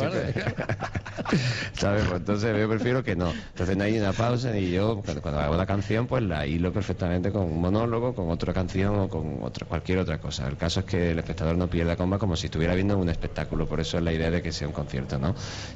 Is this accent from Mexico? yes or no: no; Cádiz, Andalusia, Spain; Yo soy de Cádiz para empezar